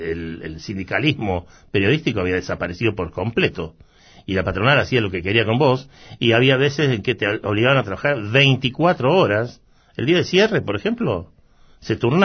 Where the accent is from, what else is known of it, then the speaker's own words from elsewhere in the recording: Córdoba, Argentina; moved away as an adult; also born or lived in London; now in Buenos Aires, Argentina; porque me fui de Córdoba a Londres a estudiar, cuando vuelvo me quedo en Buenos Aires.